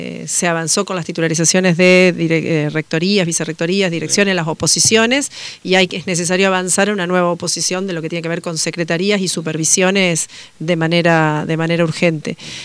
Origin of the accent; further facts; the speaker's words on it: Uruguay; Yo vengo de Uruguay, donde el nivel superior en Uruguay lo absorbió casi toda la universidad